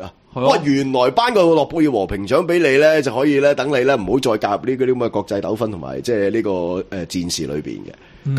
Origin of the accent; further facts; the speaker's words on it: Hong Kong; 作为香港人